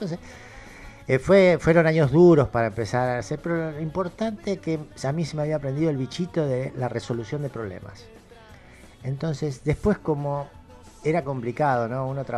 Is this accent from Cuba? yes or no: no; Buenos Aires, Argentina; yo nací en Capital, pero siempre vivimos acá. La así familia se arraigó. O sea, yo soy el primer porteño de una familia de entrerrianos. Todos entrerrianos. Entonces, cuando vinieron de Entre Ríos, yo fui el primer porteño.